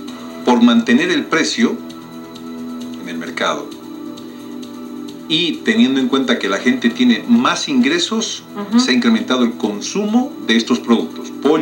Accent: Bolivia; un 24% de los 10.3 millones que somos ahora los bolivianos

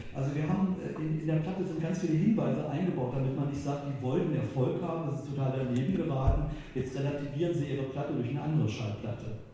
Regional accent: Wolfsburg, Lower Saxony, Germany; now in Berlin, Germany; ich bin ja aus Wolfsburg nach West-Berlin gezogen

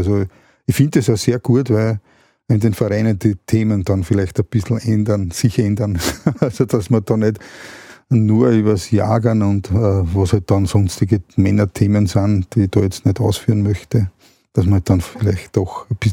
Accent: Austria; Und da sind wir Österreicher immer ganz vorne.

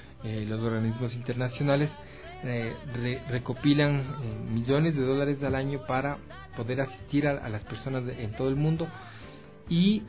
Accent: Ecuador; Los ecuatorianos fuimos víctimas de esta xenofobia en otros países, en Europa, en Estados Unidos.

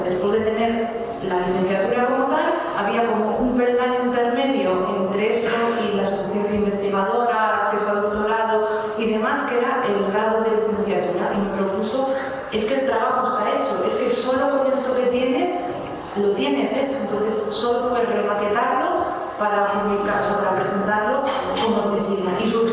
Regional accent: León, Castile and León, Spain; yo soy de León, a León tampoco podía desplazarme a hacer entrevistas

